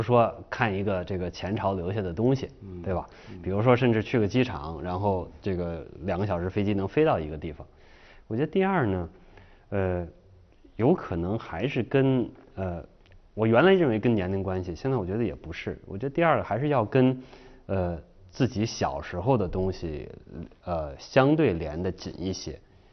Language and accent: Chinese; Beijing, China; 因为我小时候在北京长大，而且我现在住的地方呢，还就是小时候生那附近的